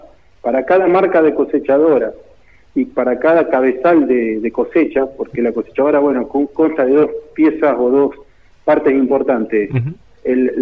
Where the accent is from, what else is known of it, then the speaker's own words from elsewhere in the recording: San Jerónimo Norte, Santa Fe, Argentina; yo también soy oriundo de San Jerónimo Norte